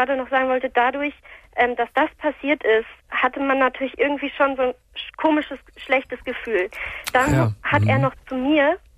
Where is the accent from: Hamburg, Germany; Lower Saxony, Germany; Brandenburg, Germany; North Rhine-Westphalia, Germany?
Hamburg, Germany; wir kommen hier aus Hamburg.